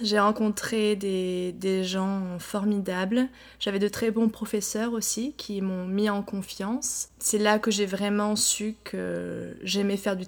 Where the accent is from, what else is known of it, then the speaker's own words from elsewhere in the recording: France; now in San Francisco, United States; Je suis née à San Francisco. J'ai grandi en France et je suis revenue vivre à San Francisco il y a un an et demi.